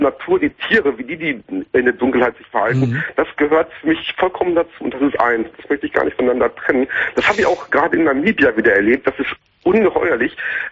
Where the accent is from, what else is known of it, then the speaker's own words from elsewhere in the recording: North Rhine-Westphalia, Germany; Ich bin am Niederrhein groß geworden und damals war es da noch sehr, sehr duster. Ich bin da auf einem kleinen Dorf aufgewachsen.